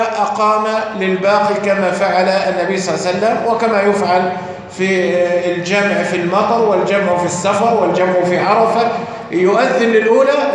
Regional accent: Egypt; طيب لو نظرنا عندنا في مصر نكون الأولى

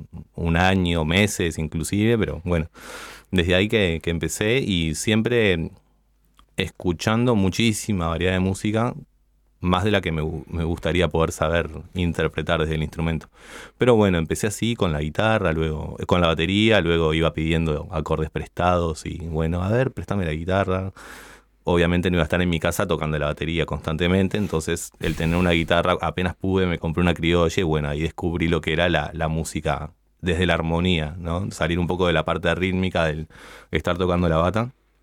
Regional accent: Ciudad de la Costa, Canelones, Uruguay; Yo soy de Sangrilá, de Ciudad de la Costa

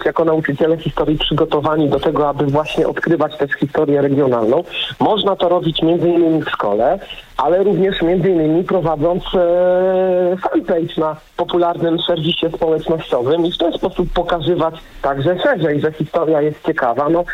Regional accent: Golub-Dobrzyń, Kuyavian-Pomeranian Voivodeship, Poland; brali udział mieszkańcy mojego rodzinnego miasta Golubia Dobrzynia

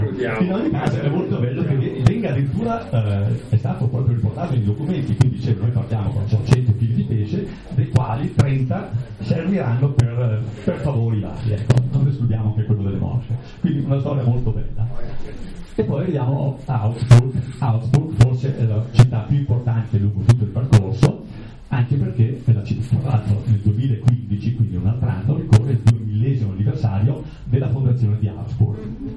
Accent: Lasa, Trentino-Alto Adige, Italy; born there; io tra l'altro sono nato per caso a Lasa

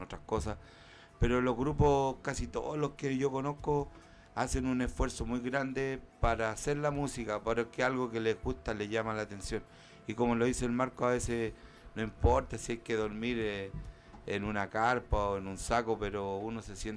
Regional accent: Chile; como muchos chilenos que vivimos la dictadura

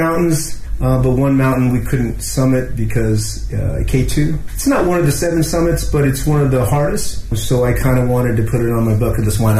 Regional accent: Scottsdale, Arizona, United States; moved away as an adult; now in China; I'm originally from Scottsdale, Phoenix, Arizona, USA. I've been in China almost 12 years now.

